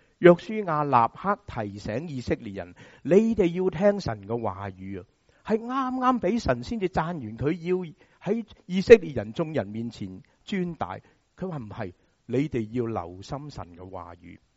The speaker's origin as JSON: {"language": "Chinese", "region": "Guangdong", "country": "China", "said": "中国人，我们广东人说洗湿了个头"}